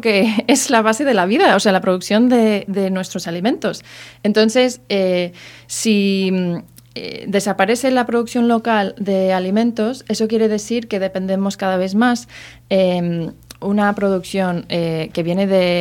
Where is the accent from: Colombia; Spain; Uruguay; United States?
United States; Pues yo vengo de los Estados Unidos que hemos visto eso en bastante evidencia.